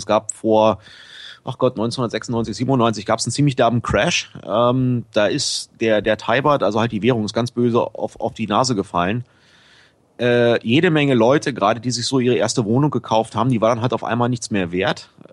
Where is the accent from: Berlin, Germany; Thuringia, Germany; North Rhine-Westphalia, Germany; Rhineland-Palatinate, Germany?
Berlin, Germany; Der erste Umzug war ich komme eigentlich aus Berlin-Pankow. Und der erste Umzug war von Berlin-Pankow nach Charlottenburg, weil ich in Wilmersdorf einen Job hatte damals.